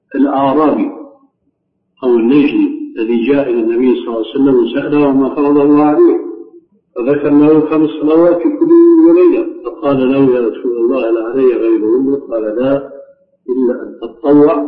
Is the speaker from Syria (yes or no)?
yes; Syria; في القرى يمكن موجود هذا عندكم موجود عندنا في سوريا لكن هذا في القرى